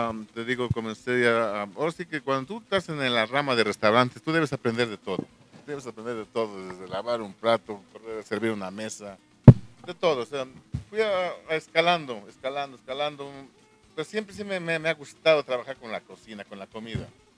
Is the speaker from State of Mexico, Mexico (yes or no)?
no; Santa Cruz Quilehtla, Tlaxcala, Mexico; moved away as an adult; now in New York, United States; yo soy tlaxcalteca originario de aquí de Santa Cruz, Quilecla.